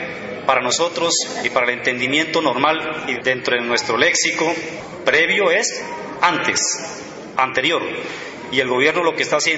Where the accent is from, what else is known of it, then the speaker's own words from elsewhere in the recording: Ayapel, Córdoba, Colombia; vengo de Ayapel, Córdoba.